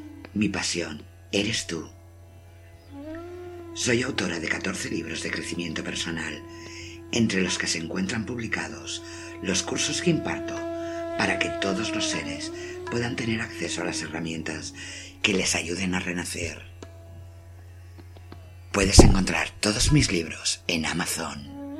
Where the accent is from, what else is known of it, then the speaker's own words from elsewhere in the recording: Barcelona, Catalonia, Spain; born there; Nací en Barcelona en 1966